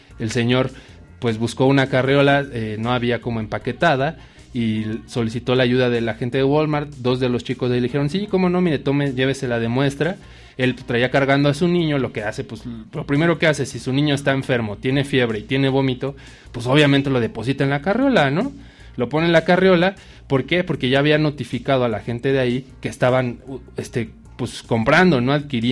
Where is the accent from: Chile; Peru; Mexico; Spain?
Mexico; Porque no nada más nosotros como mexicanos creemos que esto está creciendo, ¿no?